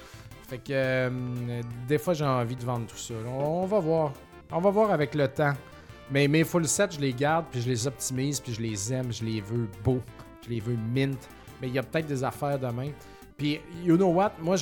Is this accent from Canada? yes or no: yes; Quebec, Canada; comme en Beauce, parce que je suis Beauceron.